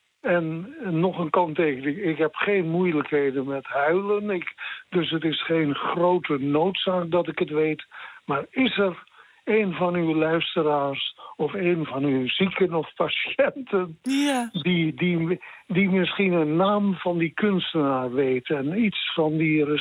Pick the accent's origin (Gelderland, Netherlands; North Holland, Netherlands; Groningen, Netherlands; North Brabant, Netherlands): North Holland, Netherlands; Lutjebroek; born there; Ik ben bijna 80 jaar geleden geboren. Ik ben in Lutjebroek geboren.